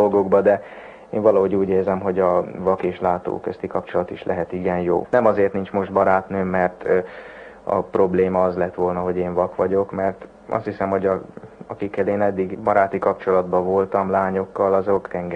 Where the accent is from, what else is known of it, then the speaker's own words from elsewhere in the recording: Debrecen, Hajdú-Bihar, Hungary; Tudni kell azt, hogy én debreceni vagyok.